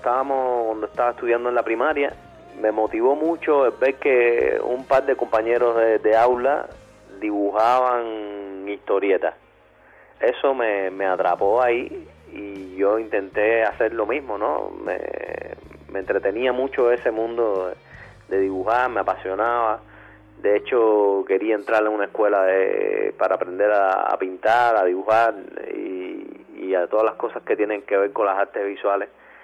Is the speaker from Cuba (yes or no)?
yes; Santa Clara, Villa Clara, Cuba; now in Havana, Cuba; Nací en Santa Clara, soy santaclareño, orgullosamente santaclareño.